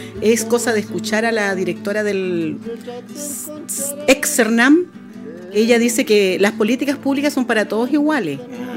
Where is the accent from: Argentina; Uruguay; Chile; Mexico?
Chile; Camiña, Tarapacá; now in Arica, Chile; yo que vengo del pueblo de Camiña, mi mamá que recorrió todo el interior